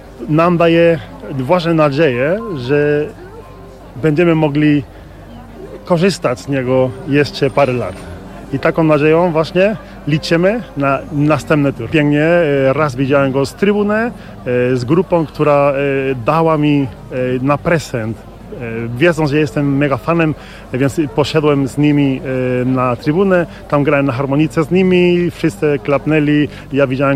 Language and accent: Polish; Córdoba, Andalusia, Spain; Polish is a second language; now in Poland; tak naprawdę. Jestem z Kordoby, Hiszpania. Region Andaluzja, czyli tam najcieplej w całej Europie. Jestem w Polsce od prawie 20 lat.